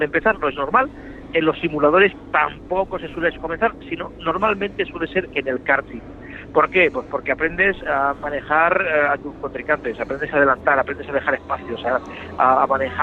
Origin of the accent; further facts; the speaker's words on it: Málaga, Andalusia, Spain; Porque yo soy malagueño, soy andaluz